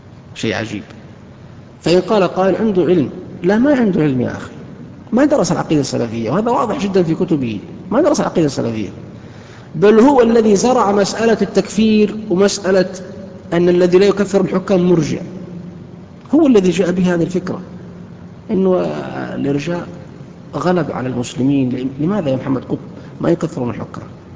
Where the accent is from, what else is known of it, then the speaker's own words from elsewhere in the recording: Saudi Arabia; كانوا عندنا في السعودية